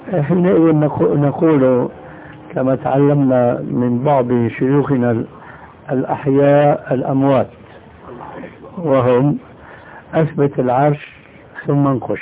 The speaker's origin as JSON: {"language": "Arabic", "town": "Damascus", "region": "Damascus Governorate", "country": "Syria", "moved": "as an adult", "lives_now": "Jordan", "said": "أنا هاجرت من دمشق إلى هنا لما نظرت أنه دمشق بدأت تنحرف خاصة بعد الحكم البعثي هذا، فوجدت هنا خير من هذيك البلاد، هاجرت إلى هنا."}